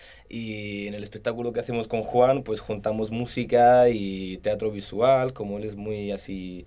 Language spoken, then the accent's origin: Spanish; Italy; Spanish is a second language; Yo también soy italiano, yo entiendo los extranjeros.